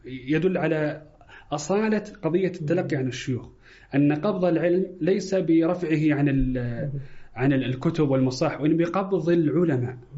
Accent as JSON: {"language": "Arabic", "country": "Saudi Arabia", "said": "يختلف مثلا طلب العلم مثلا عندنا في السعودية وفي الخليج"}